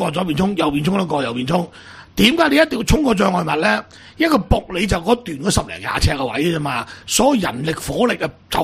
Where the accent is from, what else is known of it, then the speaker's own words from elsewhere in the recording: Guangdong, China; 红队个队长就系我哋广东人